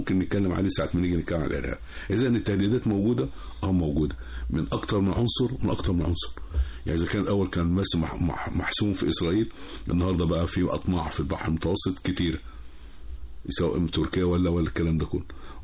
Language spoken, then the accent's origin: Arabic; Egypt; ان احنا عندنا في مصر جبهات الاتجاهات الاستراتيجيه عندنا خمسه